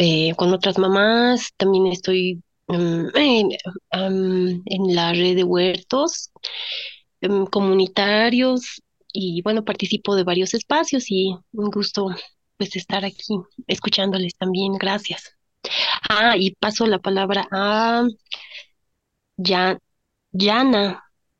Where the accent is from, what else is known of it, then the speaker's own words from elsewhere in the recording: La Paz, Bolivia; soy de La Paz, Bolivia, soy mamá.